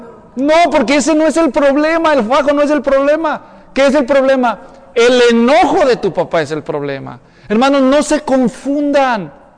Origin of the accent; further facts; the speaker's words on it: Mexico; Yo crecí allá en México.